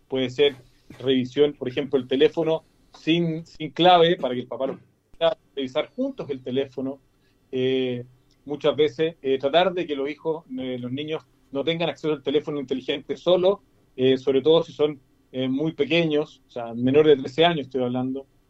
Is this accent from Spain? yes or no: no; Chile; nosotros somos los chilenos con la emoción a flor de piel.